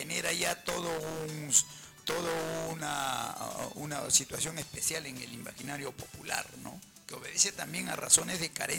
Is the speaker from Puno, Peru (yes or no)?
yes; Puno, Peru; born there; soy chalaco por derecho de matrimonio, pero he nacido en Puno.